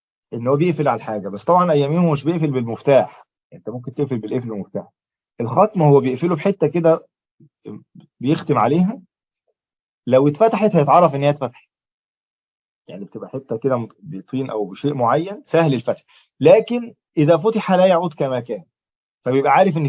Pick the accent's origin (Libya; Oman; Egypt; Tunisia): Egypt; عشان زي أول مثل عندنا في مصر مشهور